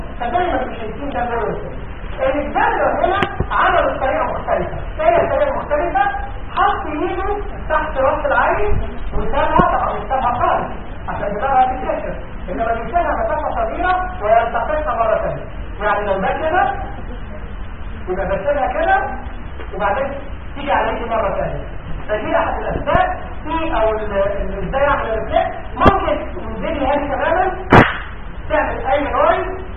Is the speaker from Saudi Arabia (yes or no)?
no; Egypt; عندنا في مصر في المعالم المركزيه كلها في الصحه